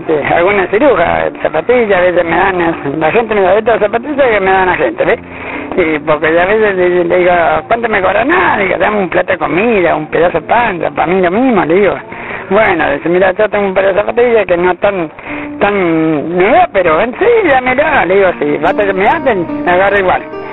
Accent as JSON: {"language": "Spanish", "town": "Nelson", "region": "Santa Fe", "country": "Argentina", "tie": "born or raised there", "said": "Pero me crié allá en Nelson, me crié y después me vine para acá."}